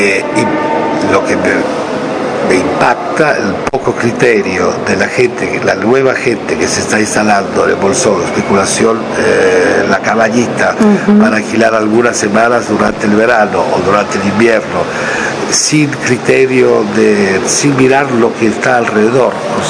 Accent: Italy; Spanish is a second language; now in France; la mitad del tiempo lo paso entre Argentina y París, porque, aunque soy italiano, pero no vivo en Italia, vivo en Francia, y otra parte, Locarno, que es la ciudad donde nació mi hijo.

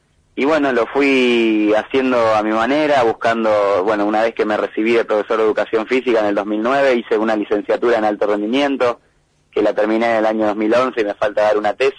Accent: San Jorge, Santa Fe, Argentina; also born or lived in Rosario; nosotros en el año 88, cuando nosotros nacimos en Rosario, después nos fuimos a San Jorge en el 88

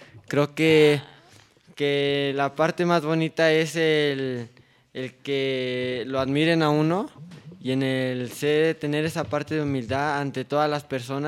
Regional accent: Tlaxcala, Mexico; aquí, en mi tierra, en Tlaxcala, de donde nací.

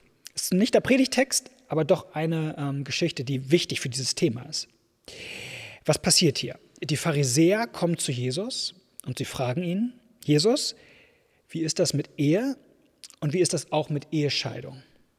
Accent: Hamburg, Germany; ist so eine Gewissheit, die mir als Hamburger leider in den letzten Jahren abhanden gekommen ist

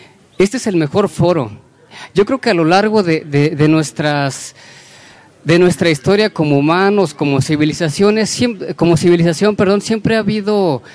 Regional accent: Puebla, Mexico; Yo soy de Puebla, soy un ciudadano, soy mexicano

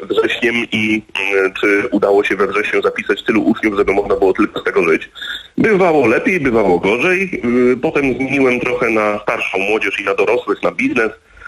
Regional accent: Gdynia, Pomeranian Voivodeship, Poland; no bo ja jednak jestem z Gdyni, więc operowałem w Trójmieście.

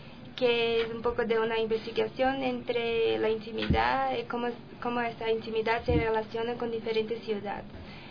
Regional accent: Brazil; también soy de Brasil.

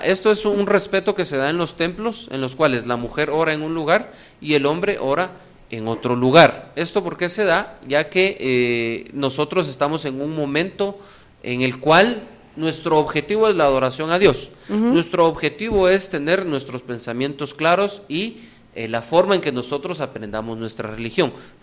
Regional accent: Guatemala; Y nosotros como guatemaltecos damos ese mensaje a todas las personas que vienen de afuera.

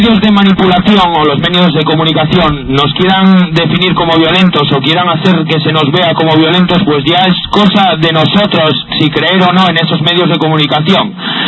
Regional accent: Gijón, Asturias, Spain

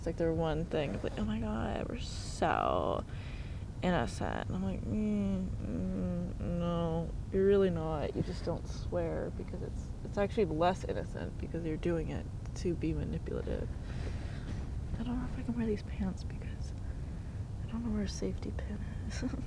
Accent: California, United States; keep in mind, I am from the Bay Area, so a lot of the shit I'm saying is actually pretty standard.

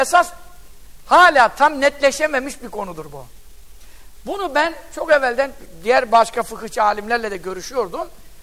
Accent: Yeğenli, Giresun, Turkey; Bizim köy, Görele Yeğenli köyündenim ben. Ben çocukken de gidiyordum.

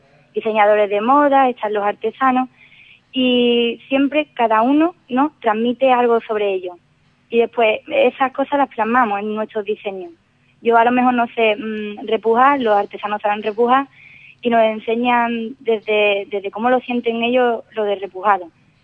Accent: Ubrique, Andalusia, Spain; Al ser de Ubrique y al encontré información sobre este máster, decidí intentarlo, ¿no? Ya que soy de Ubrique

